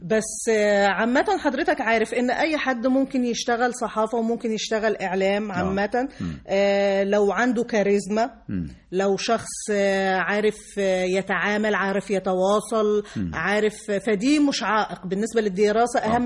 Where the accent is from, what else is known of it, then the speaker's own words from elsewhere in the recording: North West, Tunisia; أنا من الشمال الغربي.